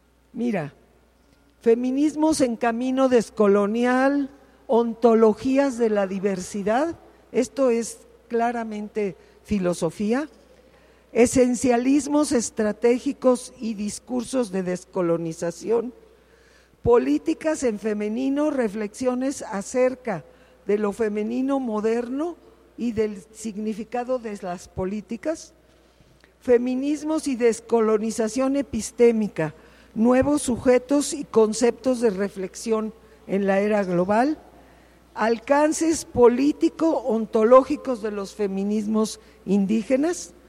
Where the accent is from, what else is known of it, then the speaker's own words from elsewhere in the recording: Mexico; Bueno, primero que nada somos todas mexicanas.